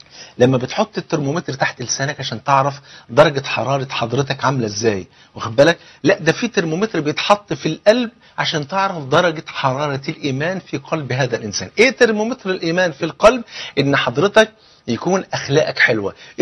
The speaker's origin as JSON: {"language": "Arabic", "country": "Egypt", "said": "تعرفين الفول عندنا في مصر هنا فرض عين"}